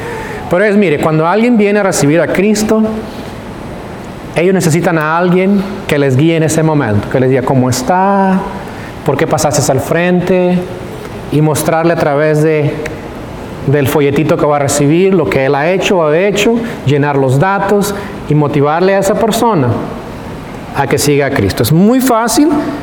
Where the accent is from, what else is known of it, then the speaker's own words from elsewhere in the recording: California, United States; now in Tyler, United States; Los que somos de California sabemos, en California no existe esa cultura.